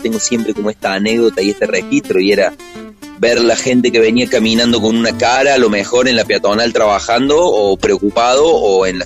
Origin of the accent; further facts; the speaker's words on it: Córdoba, Argentina; somos una banda cordobesa, de cordobeses, en Córdoba, al sur del mundo